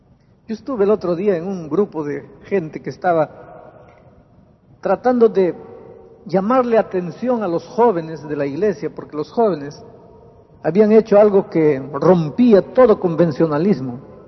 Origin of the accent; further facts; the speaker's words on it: Peru; now in Brazil; yo estuve de vacaciones en Lima, en Perú, en mi país.